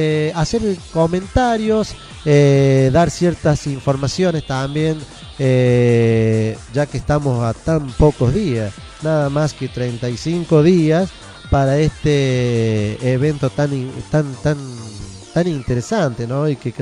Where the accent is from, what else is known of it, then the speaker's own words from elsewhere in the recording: Argentina; Pero yo le tengo mucha fe a Argentina, somos argentinos